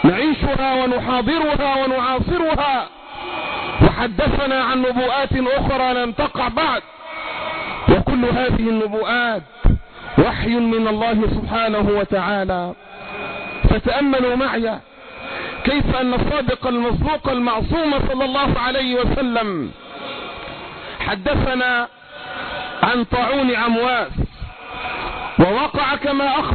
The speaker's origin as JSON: {"language": "Arabic", "country": "Egypt", "said": "اللهم احفظ بلدنا مصر"}